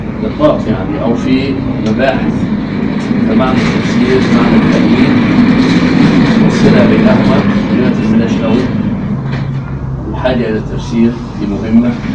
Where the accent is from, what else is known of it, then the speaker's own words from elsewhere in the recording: Egypt; أنا كمصري لا يستوقفنا أحد مصريين يقول ما معنى كلمة كذا؟